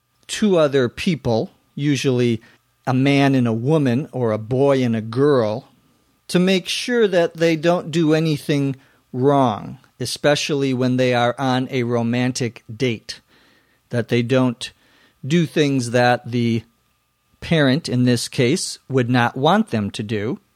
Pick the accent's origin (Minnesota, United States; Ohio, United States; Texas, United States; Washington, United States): Minnesota, United States; To tag, T-A-G, some would pronounce it tag, but I'm from Minnesota, so I pronounce it tag